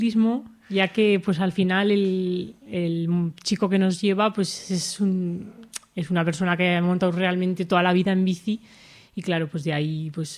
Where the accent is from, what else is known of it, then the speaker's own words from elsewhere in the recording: Alfamén, Aragon, Spain; fuimos a la Virgen de Lagunas, que es un sitio de allí cerca de mi pueblo de Alfamén